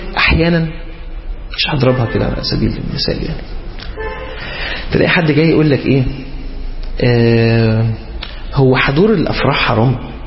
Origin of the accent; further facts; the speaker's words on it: Egypt; عندنا في مصر منتشر مسألة ان هو تبقى هي محجبة وبتلبس فستان